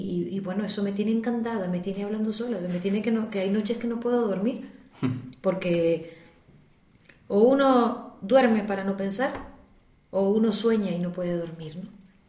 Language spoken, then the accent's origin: Spanish; Madrid, Community of Madrid, Spain; Yo vengo de Madrid.